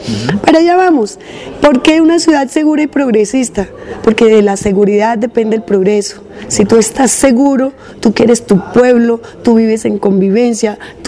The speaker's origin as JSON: {"language": "Spanish", "town": "Soacha", "region": "Cundinamarca", "country": "Colombia", "tie": "born or raised there", "said": "Resulta que yo no sabía nada de mi pueblo, de mi Soacha"}